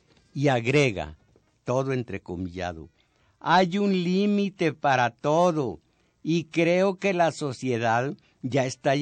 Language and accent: Spanish; Mexico; yo soy mexicano pero no soy primero.